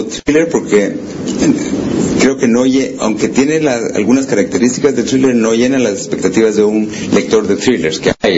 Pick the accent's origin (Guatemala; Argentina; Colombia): Guatemala; Entonces yo no me considero un buen guatemalteco. Esa es la definición de buen guatemalteco, y bueno, soy pésimo guatemalteco.